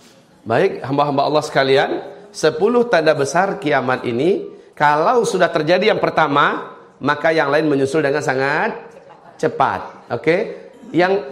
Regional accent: Padang, West Sumatra, Indonesia; Memang saya orang Padang.

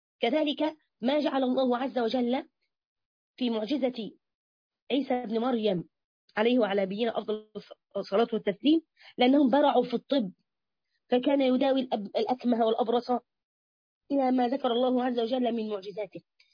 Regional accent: Egypt; تبص تلاقي الناس كده، عندنا في مصر بس على فكرة سبحان الله

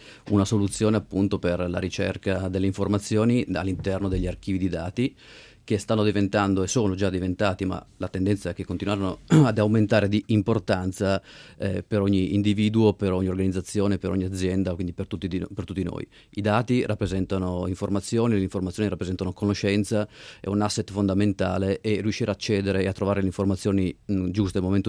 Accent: Turin, Piedmont, Italy; Io sono di Torino.

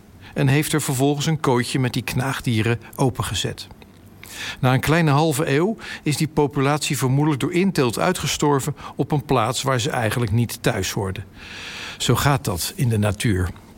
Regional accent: Rotterdam, South Holland, Netherlands; Ik ben als Rotterdammer namelijk opgegroeid met en gevormd door het dierenleven van dat stadspark.

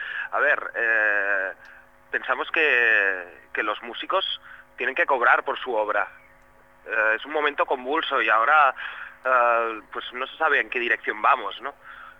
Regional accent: Catalonia, Spain; Oye, somos catalanes, pero oye, no pasa nada, ¿no?

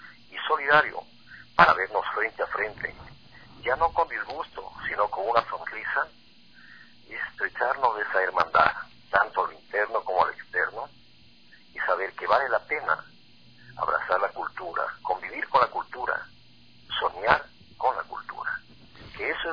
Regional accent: Ecuador; es un propósito importante de reconciliarnos como ecuatorianos

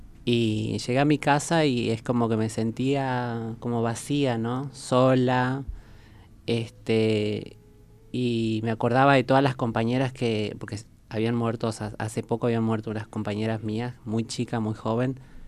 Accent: Jujuy, Argentina; now in Buenos Aires, Argentina; yo soy jujeña, oriunda de Jujuy, así que me vine a Buenos Aires buscando otra oportunidad

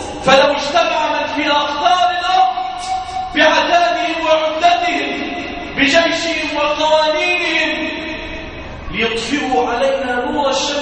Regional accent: Damietta, Damietta Governorate, Egypt; اللهم احفظ بلادنا دمياط واجعلها واحة للأمن والأمان

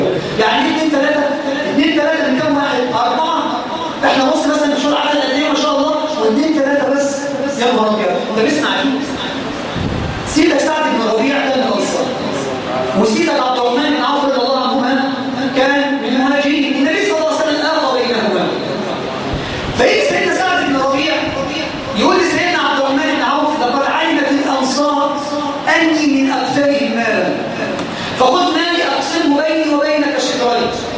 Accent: Egypt; ما بقتش موجوده بالذات فينا كمصريين

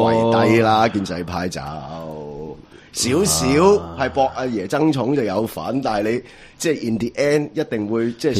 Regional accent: Hong Kong; 你嗰二三千人就决定咗我哋香港人嘅运动个命运

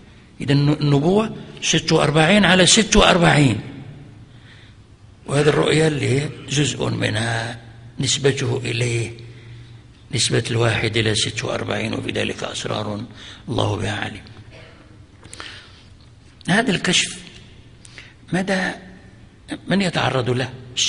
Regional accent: Fez, Fès-Meknès, Morocco; وكان عندنا في فاس

